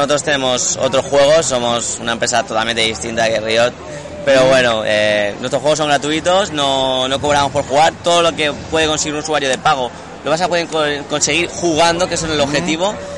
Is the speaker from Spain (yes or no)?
yes; Valencia, Valencian Community, Spain; Sí, yo soy de Valencia y mis compañeros también están allí